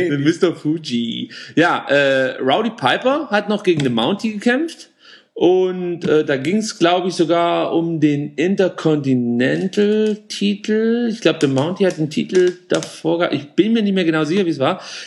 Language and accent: German; Baden-Württemberg, Germany; Und also wir müssen dazu sagen, wir kommen ja aus Baden-Württemberg.